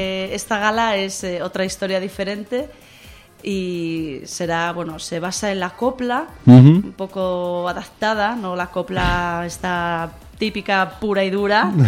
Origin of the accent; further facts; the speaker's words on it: Asturias, Spain; now in Seville, Spain; Como siendo asturiana...